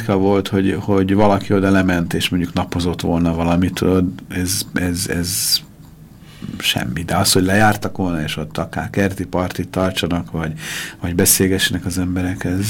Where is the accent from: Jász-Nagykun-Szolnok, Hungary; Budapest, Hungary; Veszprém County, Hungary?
Budapest, Hungary; Én olyan helyen nőttem föl 11. kerületben, ahol ez a keretes valami lehet, ha jól értettem.